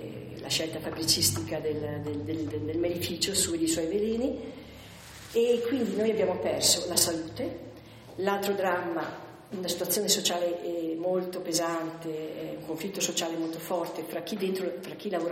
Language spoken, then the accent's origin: Italian; Trentino-Alto Adige, Italy; sintetizzare 100 anni di storia della mia terra, ma anche di indurre il lettore a capire cos'era la Valsugana